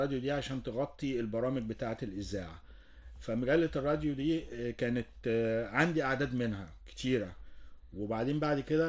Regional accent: Cairo, Cairo Governorate, Egypt; كنا ساكنين وانا صغير في وسط البلد، فكان قريب مني قوي السور الأزبكية القديم

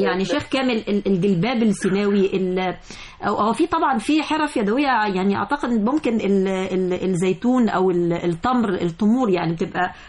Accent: Egypt; ويمكن احنا عندنا في مصر ما فيش محافظه من محافظات جمهوريه مصر العربيه الا انها بتتمتع بحرف معينه

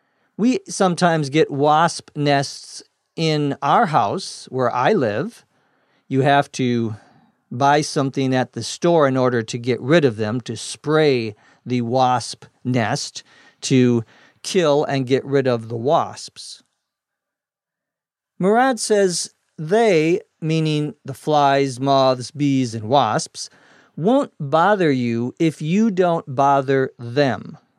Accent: Minnesota, United States; I remember growing up in Minnesota, when we would go up away from the city, you could always hear in the summertime crickets at night

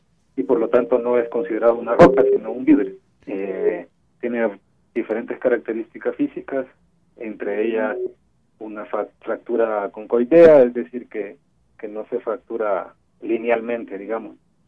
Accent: El Salvador; now in Mexico; No, soy salvadoreño.

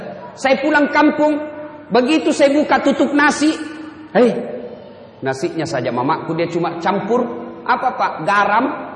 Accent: Pinrang, South Sulawesi, Indonesia; Naik mobil dari kampung saya di Pinrang, kurang lebih 200 km.

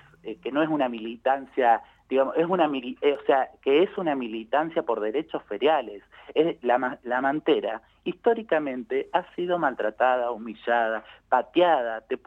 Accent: Henderson, Buenos Aires Province, Argentina; now in La Plata, Argentina; soy platense, vivo en La Plata hace 20 años y siempre hago en contraposición. En mi localidad natal, que es Henderson, provincia de Buenos Aires

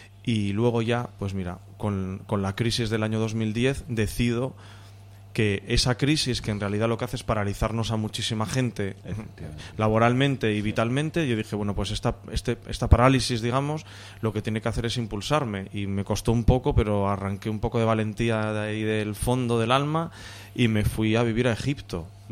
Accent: Gijón, Asturias, Spain; moved away; soy de Gijón, aunque llevo muchos años fuera.

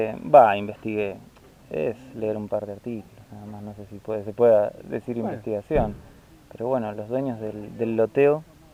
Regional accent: Ituzaingó, Buenos Aires Province, Argentina; yo vengo de zona oeste, de Buenos Aires, más bien de Ituzaingó, me crié en Ituzaingó, estudié en Luján y me desarrollé profesionalmente en Parque del Luar, que es una zona súper boscosa

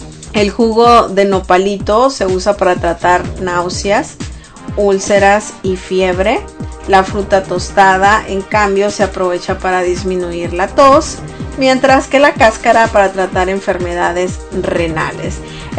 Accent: Sonora, Mexico; Nosotros que somos de Sonora, pues los cactus son estas plantas con espinas y que algunas sí se consumen para hacer algún tipo de dulce.

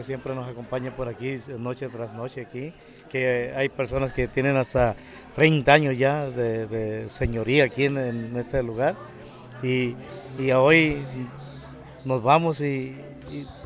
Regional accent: Mexico; para que no se pierda esa esencia de México, ¿verdad? Que estemos siempre lo que somos, unidos, mexicanos

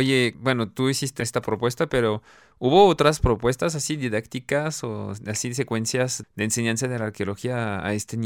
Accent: France; Spanish is a second language; now in Mexico; yo siendo francés, es el colmo

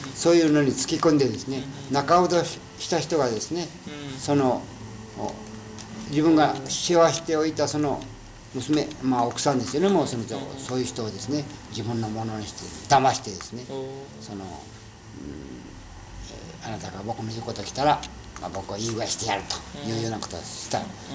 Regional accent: Kumamoto, Japan; それからはまあこれは私は熊本の人ですよね。

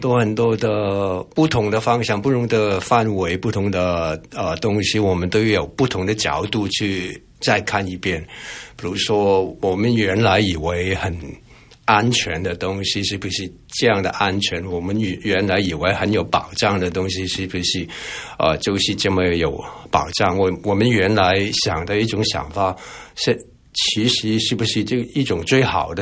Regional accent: Hong Kong; moved away as an adult; now in Taiwan; 虽然我从香港来，但是我是二月初已经来了，我不是刚下机然后再拍照。所以这个希望大家了解我已经在这边两个多

